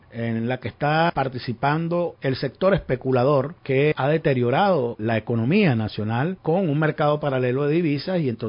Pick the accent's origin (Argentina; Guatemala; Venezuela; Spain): Venezuela; si somos dueños los venezolanos del petróleo, las divisas son de los venezolanos